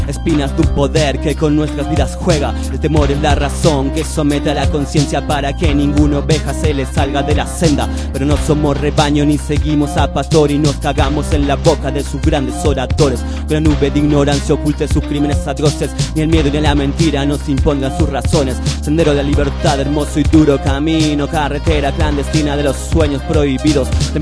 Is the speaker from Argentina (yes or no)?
yes; Argentina; porque ahí en Chile, yo soy de Argentina, ¿no?